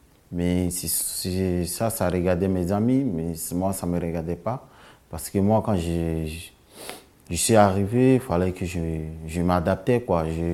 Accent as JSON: {"language": "French", "country": "Côte d’Ivoire", "moved": "as an adult", "lives_now": "France", "said": "je viens de la Côte d'Ivoire, j'ai 22 ans. Je suis arrivé en France dans le mois d'avril 2018."}